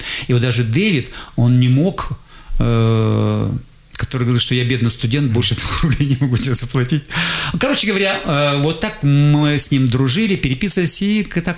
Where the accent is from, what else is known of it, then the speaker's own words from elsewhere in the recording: Krasnoyarsk, Krasnoyarsk Krai, Russia; Я тут говорю, вот я приехал из Красноярска, вот я хотел бы послушать концерт.